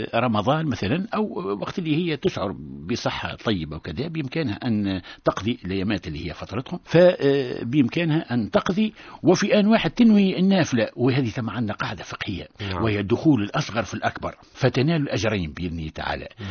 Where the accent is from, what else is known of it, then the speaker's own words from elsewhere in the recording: Tunisia; وهو المثال المعتاد عندنا في تونس